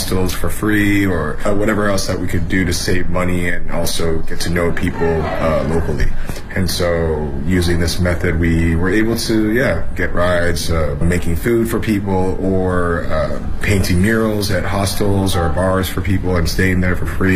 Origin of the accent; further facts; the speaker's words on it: Canada; now in Beijing, China; I'm from Canada, and I'm a chef in Beijing, chef owner, TV show host / personality / celebrity chef, I guess.